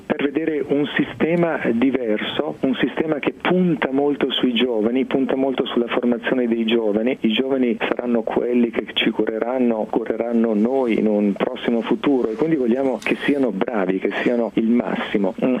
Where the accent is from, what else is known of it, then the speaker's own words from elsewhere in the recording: Merate, Lombardy, Italy; In particolare di Merate, che è un piccolo paese vicino a Lecco.